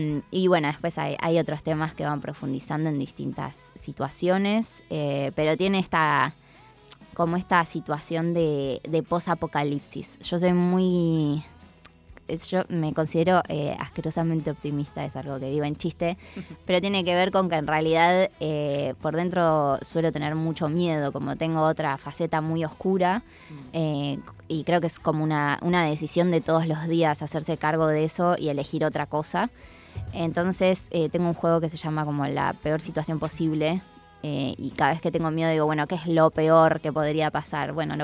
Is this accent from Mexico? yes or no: no; City Bell, Buenos Aires Province, Argentina; Yo en realidad me crié en Citibel, Villaliza. Me gusta decir el campo porque vivo en la parte de calles de tierra y caballos, ovejas. Pero siempre fui al colegio en La Plata porque en realidad soy de familia platense.